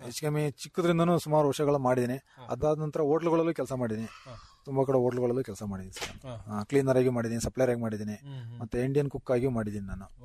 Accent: Chatranahalli, Karnataka, India; ನನ್ನ ಊರು ಛತ್ರನಹಳ್ಳಿ, ಬೈಲಹಳ್ಳಿ ಫಸ್ಟ್, ನಮ್ದು ಹಾಸನ ತಾಲೂಕು, ಹಾಸನ ಡಿಸ್ಟಿಕ್ಟ್.

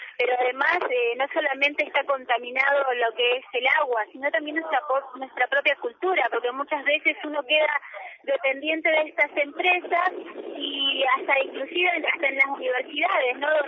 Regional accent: Comodoro Rivadavia, Chubut, Argentina; yo soy de Comodoro Rivadavia, y acá de Luz, Puerto Madrid.

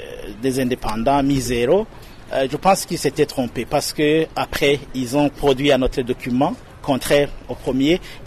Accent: Burundi; organiser des élections nous-mêmes en tant que Burundais

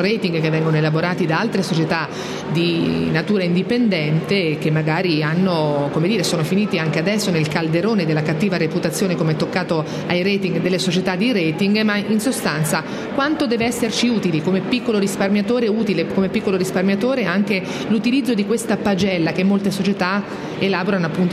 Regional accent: Turin, Piedmont, Italy; anche se sono da Torino, al

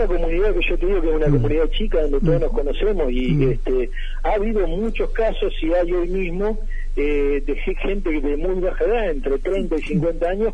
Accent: Arrecifes, Buenos Aires Province, Argentina; Volví a mi ciudad, a Arrecifes, a mi ciudad natal, a trabajar como escribano.

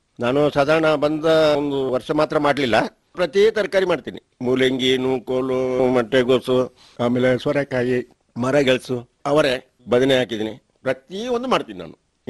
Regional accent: Karnataka, India; ಹಾಗೆ ನನ್ನ ಸ್ವಂತ ಊರಿಗೆ ಬಂದು ನಾನು ಕೊಡಗಿನಲ್ಲಿ ದೇವಸ್ತೂರು ಗ್ರಾಮದಲ್ಲಿ ಹಾಲಿಯಾಗಿ ಒಳೆದು ತೋಟಗಳನ್ನು ಮಾಡಿಕೊಂಡು

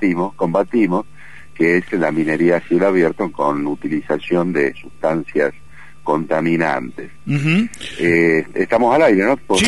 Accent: Buenos Aires, Argentina; born there; moved away as an adult; now in Pituil, Argentina; Yo soy nacido en Buenos Aires, pero hace 16 años aproximadamente que vivo en Pituil, que es un pueblito que está dentro del departamento Famatina, a 60 kilómetros de la cabecera

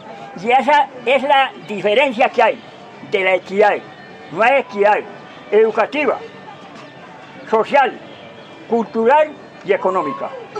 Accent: Colombia; En primer lugar, en mi país, Colombia, porque en realidad no ha habido una buena educación.

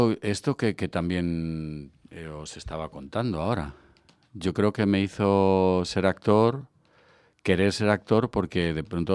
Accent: Collado Villalba, Community of Madrid, Spain; estaba en mi pueblo, yo soy de Collado Villalba. Bueno, yo nací en Collado Villalba, toda mi familia es de Extremadura.

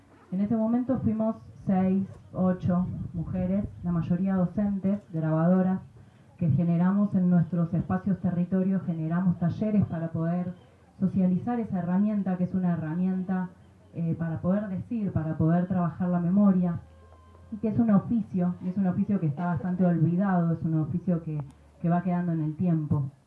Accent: Buenos Aires, Argentina; De donde vengo, Argentina, de Buenos Aires, venimos haciéndole eco a la convocatoria

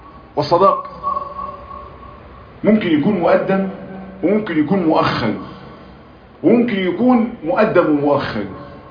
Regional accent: Egypt; عندنا في مصر الصداق ده بيبقى شبكة، وساعات عفشة أو قايمة

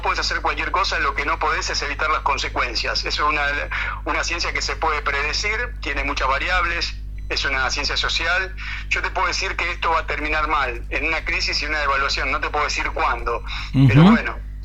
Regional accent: Argentina; Los argentinos, porque somos todos los argentinos

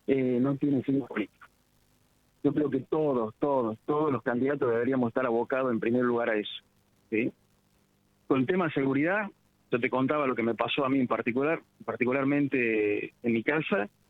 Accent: Argentina; yo viví afuera y la vi llorar a mi mamá, a mi papá, yo sufrí la vuelta de la vida, me hicieron volver a la Argentina, y no me volvería a ir ¿Por qué? Porque amo mi tierra

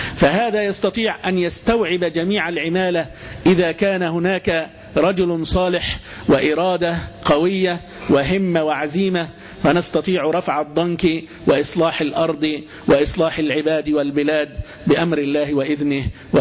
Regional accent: Egypt; مع حدودنا مع ليبيا عند السلوم

